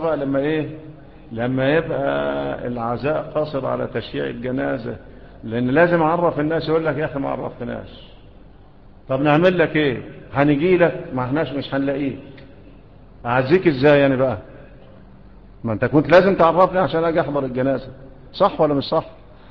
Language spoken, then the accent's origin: Arabic; Egypt; ومنا احنا كمصريين ايه اللي بيعملوه ده؟